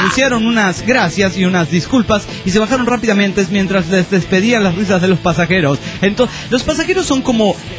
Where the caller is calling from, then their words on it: Coronel Suárez, Buenos Aires Province, Argentina; Soy de Coronel Suárez, provincia de Buenos Aires, Argentina.